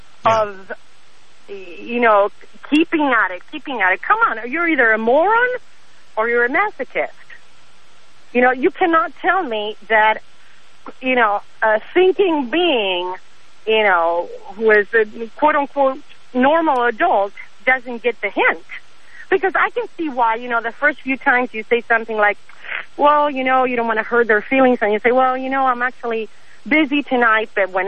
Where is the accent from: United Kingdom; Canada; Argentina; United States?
Argentina; Argentina.